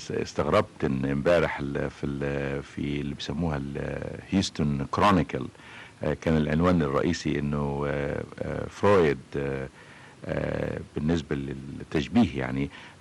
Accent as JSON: {"language": "Arabic", "country": "Egypt", "said": "مش لان انا بقى مصري وانا كعالم بحاول افصل الحقيقة بين وجودي كمصري وتفكيري كعلمي"}